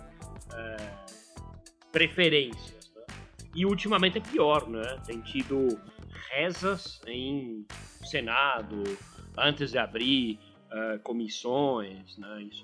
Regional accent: Argentina; Portuguese is a second language; Hoje, como além de argentino sou velho e li bastante, é difícil me pegar na surpresa.

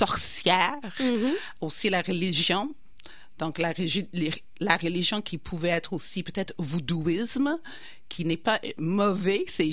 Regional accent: United Kingdom; French is a second language; now in Quebec City, Canada; je suis née en Angleterre. Je viens vraiment d'Angleterre. Je suis la deuxième génération des immigrants qui sont venus en Angleterre dans les années 50-60.

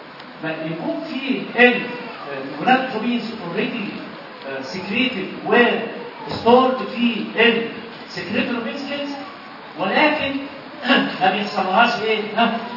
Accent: Egypt; اهم سبب من اسباب الترو انستروم في مصر عندنا هنا

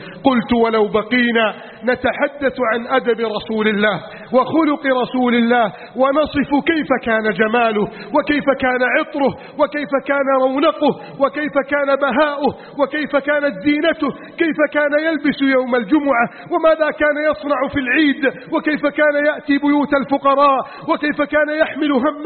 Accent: Egypt; واجعل بلدنا مصر آمنا مطمئنا وسائر بلاد المسلمين

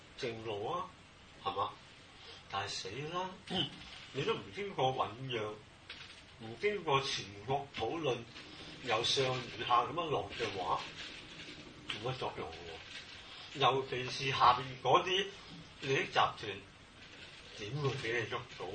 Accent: Hong Kong; 你知香港人，你我哋廣東人啦，係嘛？

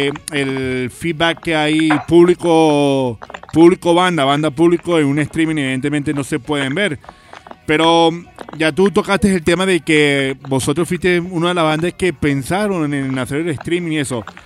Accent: Barquisimeto, Lara, Venezuela; para mí, como guaro que soy, pues es un placer hablar con una banda de mi tierra y que es representante del ska venezolano y del ska barquisimetano

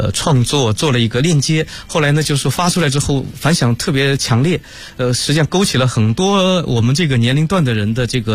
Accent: Zhejiang, China; 这个是我的老家也是在浙江

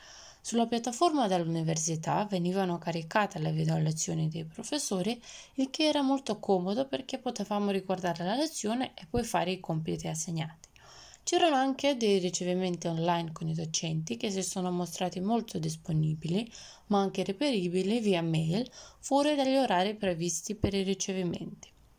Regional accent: Skopje, North Macedonia; vengo da Skopje, Macedonia del Nord.

